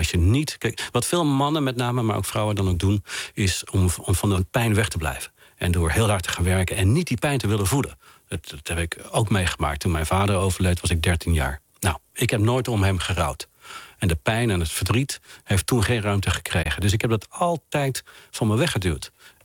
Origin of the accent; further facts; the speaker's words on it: Oisterwijk, North Brabant, Netherlands; ik zie me nu weer zitten met dit geluid op de voorzolder bij ons thuis in Brabant, in Oosterwijk.